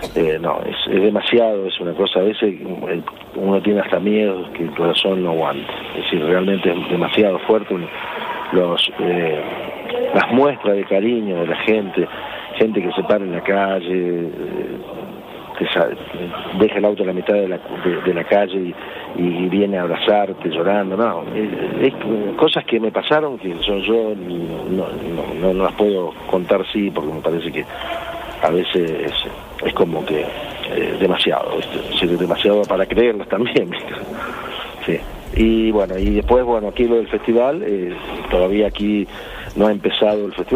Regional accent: Argentina; En este momento es uno de los puntos turísticos más importantes que hay en mi país, ¿no?

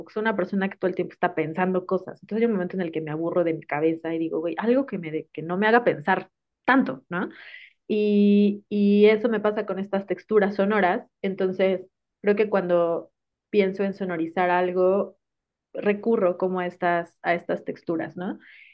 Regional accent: Tuxtla Gutiérrez, Chiapas, Mexico; en Tuxtla Gutiérrez, ¿no? De donde yo soy originaria. Yo quería trabajar como con la ciudad en la que fui adolescente

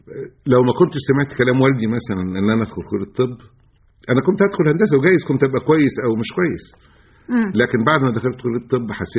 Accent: Egypt; مش عندنا في مصر

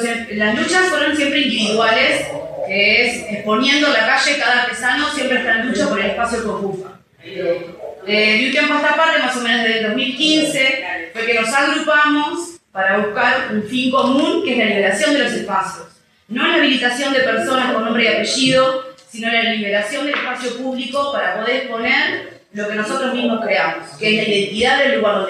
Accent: Uruguay; Somos desterrados de nuestro lugar porque somos uruguayos

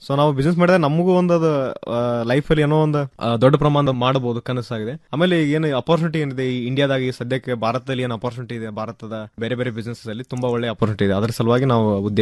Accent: Babaleshwar, Karnataka, India; ನಂದ proper ಬಂದ್ಬಿಟ್ಟು ಬಿಜಾಪುರ ಹತ್ರ Babaleshwar. So ವಿದ್ಯಾಭ್ಯಾಸ ಆಗೋ ಪ್ರೈಮರಿ ಎಜುಕೇಶನ್ ಎಲ್ಲ ಅಲ್ಲಿ ನಾನು ಬಿಜಾಪುರಲ್ಲಿ ಮುಗಿಸಿದ್ದೆ.

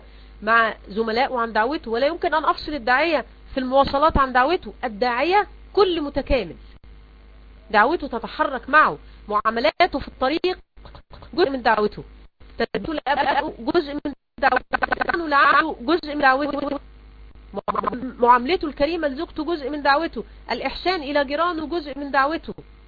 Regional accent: Egypt; زي كده ما بيقولوا منسوب ماء النيل عندنا في مصر لما ينزل يشكل خطر علينا

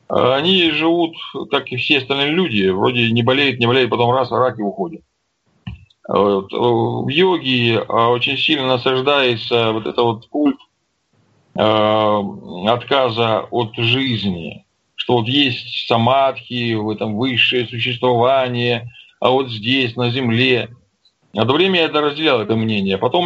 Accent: Don, Russia; Я русский человек, я казак донской, я жить хочу. Мне тут нравится.

